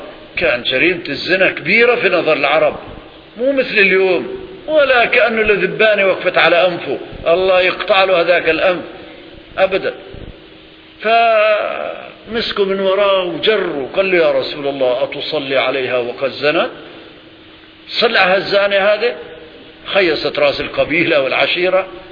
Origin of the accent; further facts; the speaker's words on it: Aleppo, Aleppo Governorate, Syria; فمثلا القبور عندنا في سوريا خاصة في حلب يكلف مبلغ ضخم